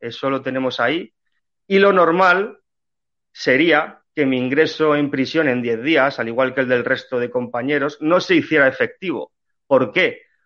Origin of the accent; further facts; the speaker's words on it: Spain; nuestro deber como españoles, como miembros de esta tierra, de este solar patrio tan importante que ha sido para el resto de la historia